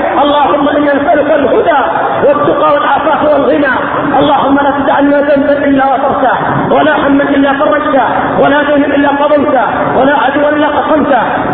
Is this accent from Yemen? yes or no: yes; Yemen; قضية الفقراء خصوصا عندنا في اليمن